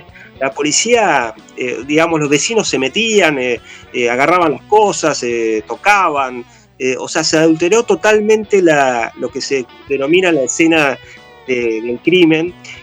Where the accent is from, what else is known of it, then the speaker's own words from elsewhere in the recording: Cipolletti, Río Negro, Argentina; yo soy oriundo de Chipoletti, yo vivía allí todavía.